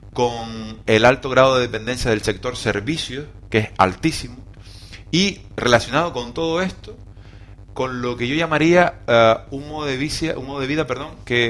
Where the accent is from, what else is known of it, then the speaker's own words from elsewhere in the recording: Canary Islands, Spain; Estoy en Canarias. Entonces, lo que me interesa es saber a mí como canario cómo me afecta eso.